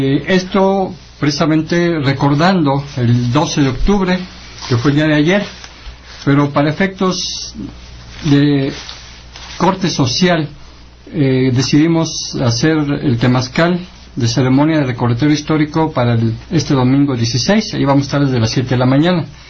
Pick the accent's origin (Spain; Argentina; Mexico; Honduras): Mexico; Somos un pueblo milenario del Anáhuac. Somos habitantes anahuacas. Somos mexicanos milenarios, de una gran cultura, de una raíz. Somos del Anáhuac, somos olmecas, somos toltecas